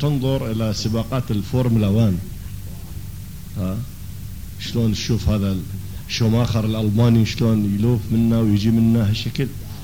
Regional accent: Iraq; accent: Iraqi; اللي هي سكليتر بلهجتنا العراقية أو دعسة البنزين

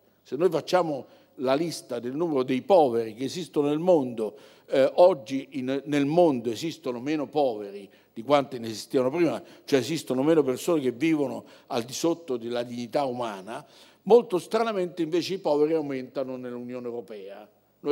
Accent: Calabria, Italy; Io sono calabrese, nessuno è perfetto, noi calabresi abbiamo esportato nel mondo tante belle cose

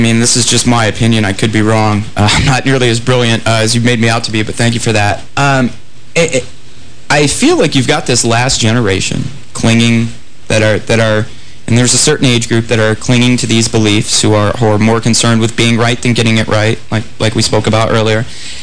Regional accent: New York, United States; No, I mean, you see it in growing up in New York, as I did.

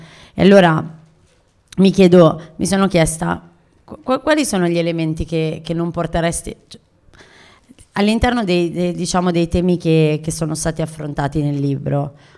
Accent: Milan, Lombardy, Italy; sono nata a Milano, mi sento milanese, gli anni 90 ho vissuto ho fatto qui i miei studi

